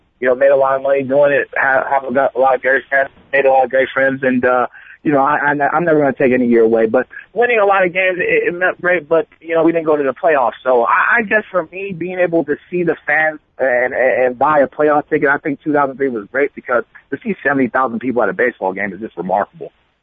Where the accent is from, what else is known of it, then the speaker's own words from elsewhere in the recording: Oakland, California, United States; No, I'm from Oakland, man.